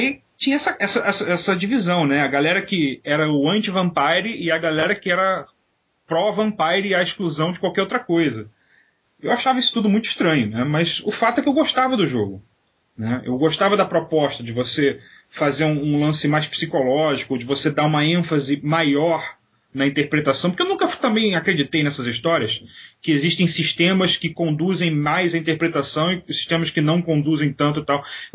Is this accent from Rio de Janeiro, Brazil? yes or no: yes; Rio de Janeiro, Brazil; moved away as an adult; Saí do Rio e fui estudar em Campinas, na universidade.